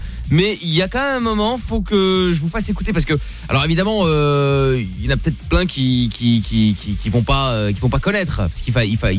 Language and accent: French; Portugal; c'est moi, parce que je suis portugais.